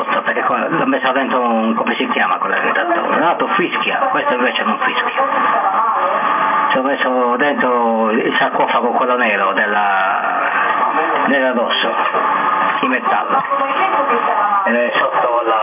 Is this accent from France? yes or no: yes; Corsica, France; sono francese, dalla Corsica.